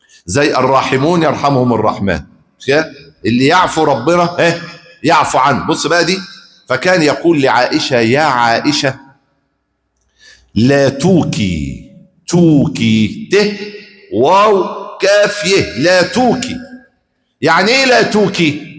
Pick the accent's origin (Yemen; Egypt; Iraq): Egypt; ايه اكتر قوت عندنا في مصر؟